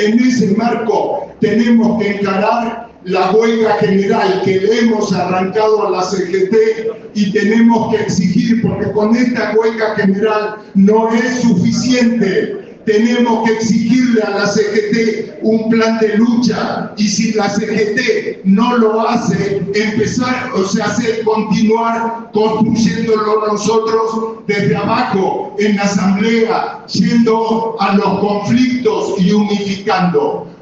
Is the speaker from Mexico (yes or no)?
no; La Plata, Buenos Aires Province, Argentina; yo soy de La Plata, digamos